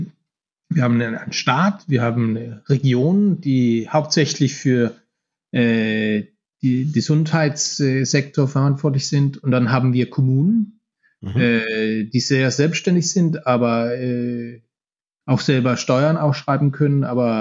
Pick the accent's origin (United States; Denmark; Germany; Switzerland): Denmark; German is a second language; Ich bin aus Dänemark.